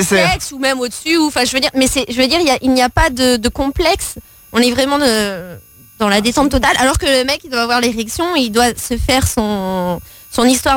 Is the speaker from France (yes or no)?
yes; Maubeuge, Hauts-de-France, France; born there; Je suis née à Maubeuge.